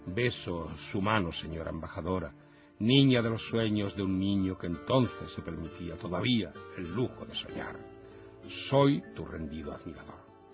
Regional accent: Piñar, Andalusia, Spain; la patrona de mi pueblo, donde nos están escuchando, mi pueblo que se llama Piñar

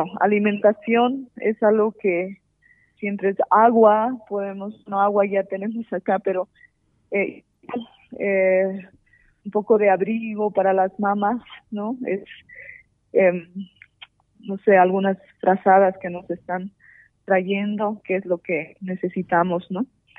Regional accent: Bolivia; somos los bolivianos verdaderamente

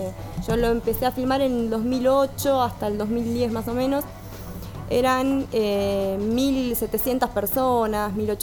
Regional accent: Carlos Casares, Buenos Aires Province, Argentina; justo en mi pueblo, en Carlos Casares

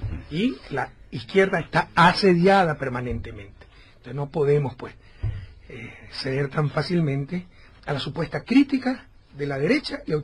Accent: Guayaquil, Guayas, Ecuador; Hice un gran concierto en Guayaquil, mi ciudad natal.

